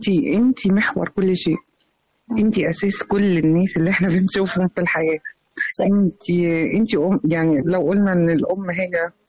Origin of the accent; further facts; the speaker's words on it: Egypt; أنا بقول أنا مصرية في كل مكان.